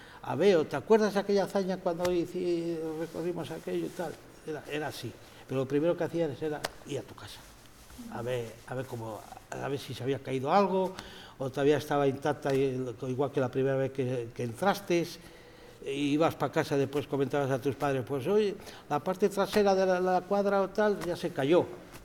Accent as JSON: {"language": "Spanish", "town": "Vegamián", "region": "Castile and León", "country": "Spain", "tie": "born or raised there", "lives_now": "León, Spain", "said": "Vine una vez desde León, yo solo, en el mes de noviembre, una noche para recorrer el pueblo, igual que cuando era niño."}